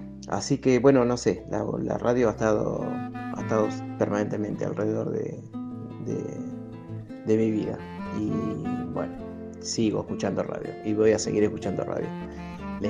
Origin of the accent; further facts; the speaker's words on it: Buenos Aires, Argentina; soy del barrio de Flores en Capital.